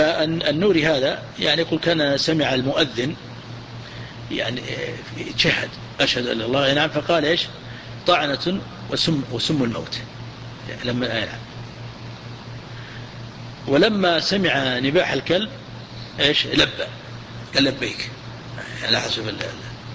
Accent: Najd, Saudi Arabia; هو حبه في العالم عندنا في نجد

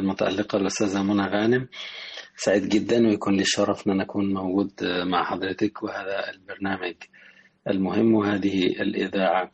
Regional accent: Awlad Salem, Sohag Governorate, Egypt; أنا من مواليد قرية أولاد سالم بمركز دار سام بمحافظة سوهاج، وربنا أكرمني كان لنا بيت على النيل،

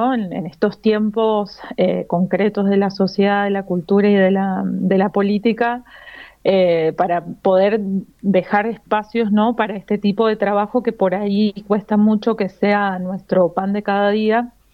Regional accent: Mendoza, Argentina; nosotros que somos de Mendoza

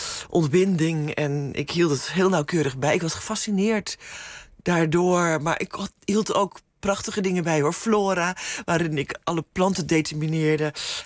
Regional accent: Wieringermeer, North Holland, Netherlands; born there; mijn vader in het onderwijs werkte en mijn moeder huisvrouw was. Ook enigszins ontheemd, omdat ze allebei uit het oosten van het land kwamen en toen in de Wieringermeer zijn neergestreken waar ik geboren ben

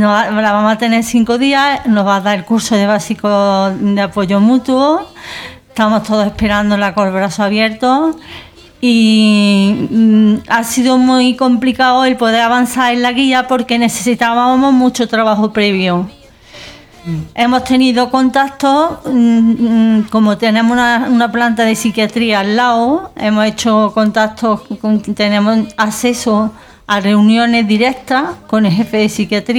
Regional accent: Puente Genil, Andalusia, Spain; mi pueblo natal es Puente Genil, vivo allí, es el último pueblo de la comarca que recoge, tiene 30.000 habitantes, el doble

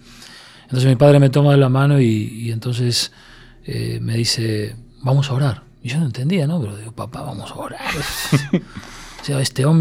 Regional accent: Argentina; una noche de verano en mi país, Argentina, un calor muy fuerte

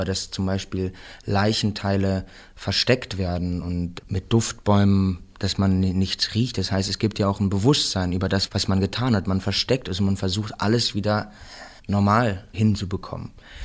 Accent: Remscheid, North Rhine-Westphalia, Germany; now in Berlin, Germany; ich komme halt aus Remscheid und ich wohne jetzt in Berlin

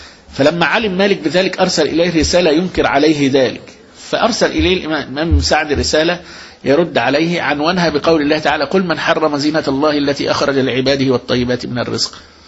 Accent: Egypt; احنا عندنا في مصر هنا

